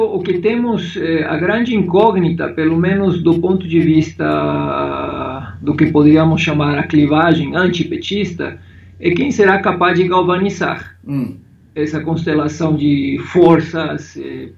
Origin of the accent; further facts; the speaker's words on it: Mexico; now in Brazil; Olha, eu saí há muito tempo do México. Eu saí do México em 1996, isso significa 21 anos.